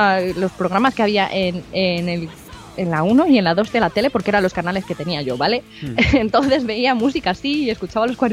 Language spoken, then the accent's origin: Spanish; Castile and León, Spain; yo me crié en la España vaciada de Castilla y León